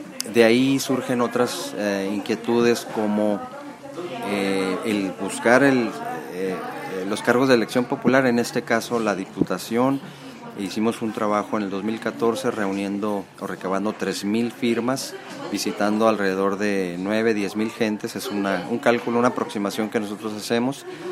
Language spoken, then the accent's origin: Spanish; Tecate, Baja California, Mexico; yo nací aquí en Tecate y ya hace algunos ayeres, ¿no?